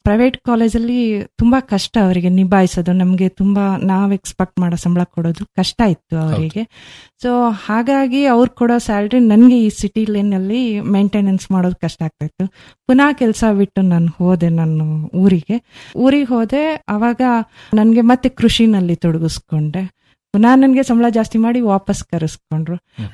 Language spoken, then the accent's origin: Kannada; Kontanmane, Karnataka, India; ನಾನು ಮೂಲತಃ ಮಲೆನಾಡಿನವಳು, ಸಕಲೇಶ್ಪುರ ತಾಲೂಕು ಹೆತ್ತೂರು ಹೋಬಳಿ ಅತ್ತಿ ಹೇಳಿ ಪಕ್ಕ ಒಂದು ಪುಟ್ಟ ಗ್ರಾಮ ಕೊಂತನ್ ಮನೆ ಅಂತಂದ್ಬಿಟ್ಟು. ಸೊ ಅಲ್ಲಿ ನನ್ನ 5ನೇ ತರಗತಿವರೆಗೆ ನಾನು ಅಲ್ಲಿ ಸರ್ಕಾರಿ ಶಾಲೆಯಲ್ಲಿ ವಿದ್ಯಾಭ್ಯಾಸ ಮಾಡ್ತಾ ಇದ್ದೆ.